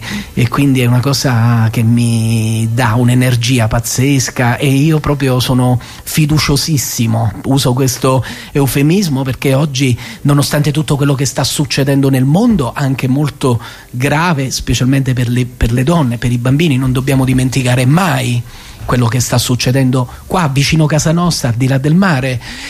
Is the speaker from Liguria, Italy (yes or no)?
no; Campania, Italy; io sono vesuviano, nato sotto al Vesuvio